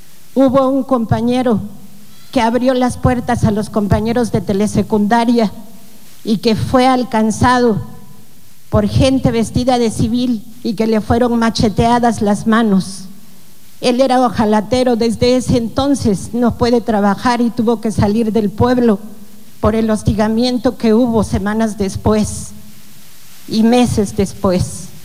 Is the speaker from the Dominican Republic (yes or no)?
no; Oaxaca, Mexico; porque soy mujer, porque soy oaxaqueña, porque soy digna